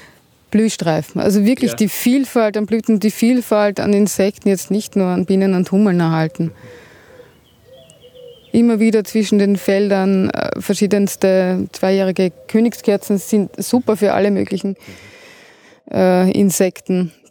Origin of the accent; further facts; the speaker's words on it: Austria; Aber die meisten Wildbienen sind Bodenbrüter bei uns in Österreich.